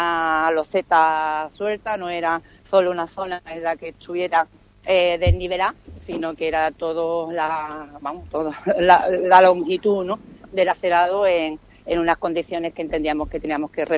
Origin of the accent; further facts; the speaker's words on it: Ubrique, Andalusia, Spain; somos todos de Ubrique y todos vivimos en la localidad